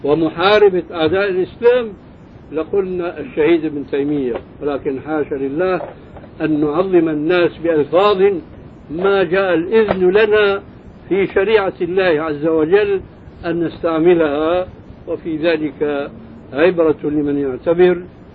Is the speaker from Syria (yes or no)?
yes; Syria; عندنا في سوريا كان شاعت قصة رجل في الحرب مع